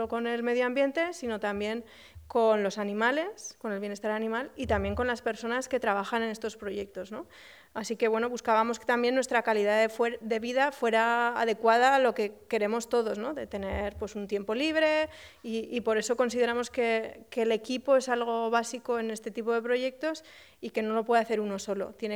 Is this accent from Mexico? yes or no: no; Huesca, Aragon, Spain; aunque yo soy originaria de Huesca